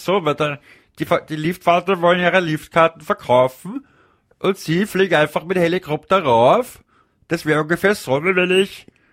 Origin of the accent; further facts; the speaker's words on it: Leoben, Styria, Austria; Nein, ich bin ja aus Leoben.